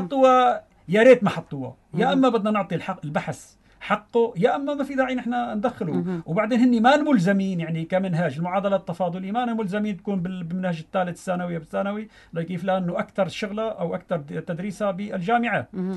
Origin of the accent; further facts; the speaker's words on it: Syria; وبالجزائر هناك في تقنية أكثر من عندنا في سوريا